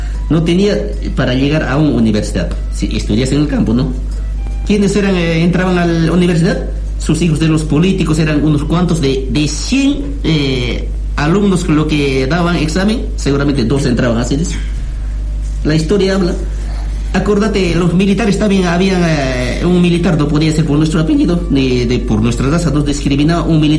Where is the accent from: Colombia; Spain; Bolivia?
Bolivia; moved away; nosotros hemos emigrado al mundo. Nosotros tenemos que estar viviendo en Bolivia como bolivianos